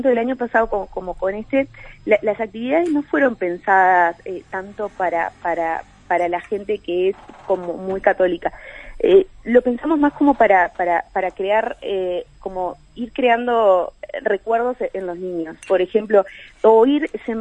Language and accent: Spanish; Mercedes, Soriano, Uruguay; yo soy de Mercedes